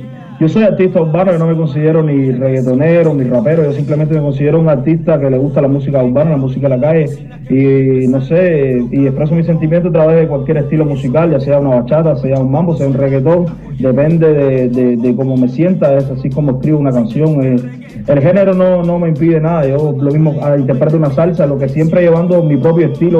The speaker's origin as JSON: {"language": "Spanish", "region": "Havana", "country": "Cuba", "tie": "born or raised there", "lives_now": "Germany", "said": "Yo nací en Cuba, en La Habana, en el municipio de Playa. Y, no sé, muy orgulloso de ser de ahí y del barrio, de un barrio bien humilde."}